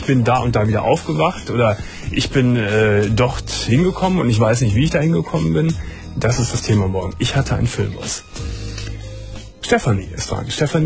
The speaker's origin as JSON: {"language": "German", "country": "Germany", "said": "Aber warum muss ich als Deutscher nun Cent sagen?"}